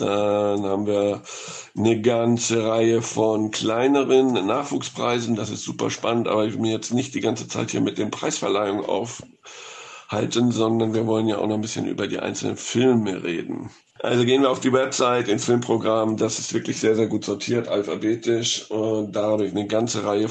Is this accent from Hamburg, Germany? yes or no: yes; Hamburg, Germany; in meiner Heimatstadt Hamburg